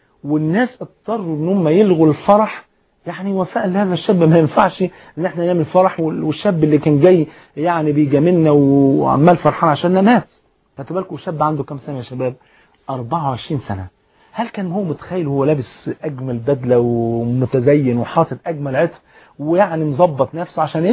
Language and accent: Arabic; Egypt; جريدة الأخبار أو الأهرام عندنا في مصر